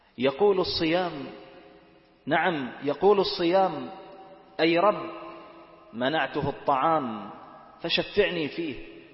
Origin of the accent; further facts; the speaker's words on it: Bahrain; يجزئ عندنا في البحرين صاع من الرز، وهو غالب قوت بلد البحرين